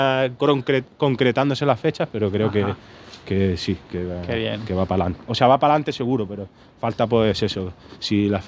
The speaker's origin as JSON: {"language": "Spanish", "country": "Morocco", "tie": "born or raised there", "said": "llevarlo a Marruecos, que a pesar de que me he criado ahí, no soy marroquí, pero me he criado ahí"}